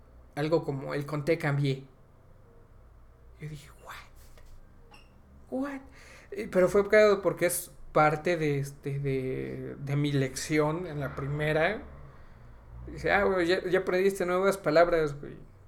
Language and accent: Spanish; Puebla, Mexico; accent: Poblano; es fácil para nosotros poblanos, güey, porque ya hablamos de por sí así nuestro acento. Estiramos las vocales.